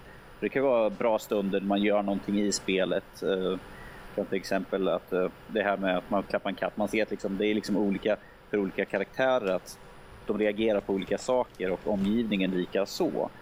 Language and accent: Swedish; Örebro, Örebro County, Sweden; Och som örebroare får man väl känna sig lite glad